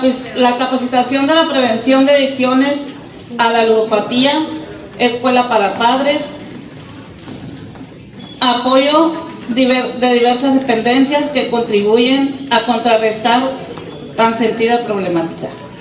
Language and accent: Spanish; Tierra Blanca, Veracruz, Mexico; vengo de Tierra Blanca, Tecia.